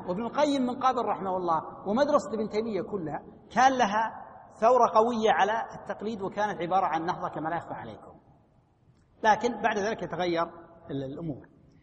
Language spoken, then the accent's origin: Arabic; Najd, Saudi Arabia; عندنا في نجد كانت الفتية على رأي واحد